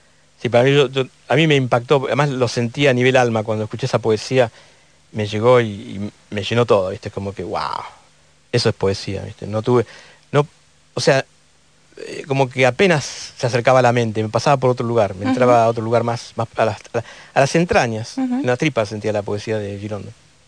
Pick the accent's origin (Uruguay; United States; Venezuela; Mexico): United States; Me crié en Estados Unidos y vine de vacaciones una vez en el año 90